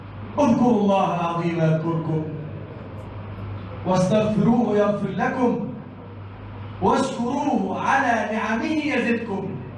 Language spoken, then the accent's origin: Arabic; Egypt; اللهم احفظ بلدنا مصر وسائر بلاد المسلمين.